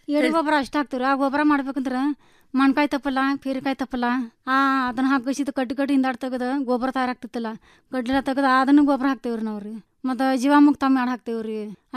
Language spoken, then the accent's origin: Kannada; Ramahonnapur, Karnataka, India; ತಾಲೂಕಾ ಆಳವಾಡ್ರಿ, ಜಿಲ್ಲಾ ಧಾರವಾಡ, ಮುಕಾಂ ಪೋಸ್ಟ್ ರಾಮಹೊನ್ನಪುರ್ರಿ.